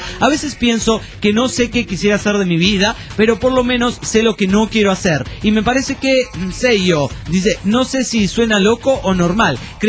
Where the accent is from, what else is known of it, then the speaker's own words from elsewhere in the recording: Mexico City, Mexico; nuestro amigo el Cronos del DF mexican